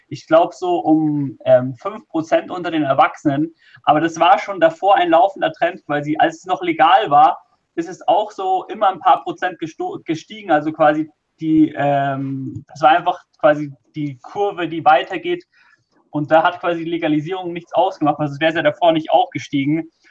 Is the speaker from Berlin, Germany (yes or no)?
no; Bavaria, Germany; Also ich komme ja aus Bayern